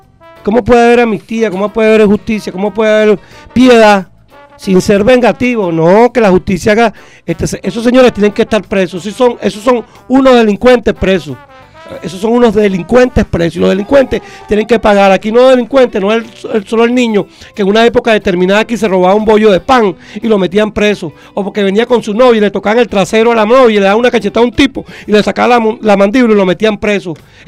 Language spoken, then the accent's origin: Spanish; Venezuela; como comunicador, como venezolano, como patriota.